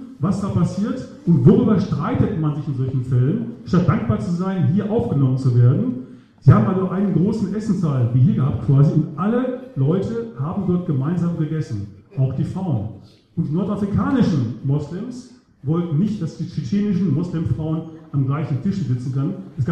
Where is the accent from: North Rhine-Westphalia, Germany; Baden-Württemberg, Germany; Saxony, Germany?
Saxony, Germany; Chemnitz; in Chemnitz war das, also wo ich herkomme aus Sachsen im Augenblick.